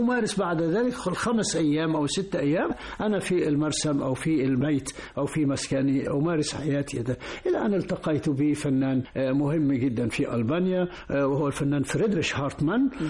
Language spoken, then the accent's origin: Arabic; Mansoura, Dakahlia, Egypt; انت منين؟ قلت له: من المنصورة.